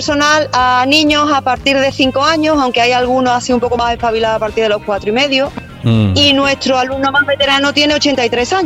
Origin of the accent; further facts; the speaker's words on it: Seville, Andalusia, Spain; Yo soy de Sevilla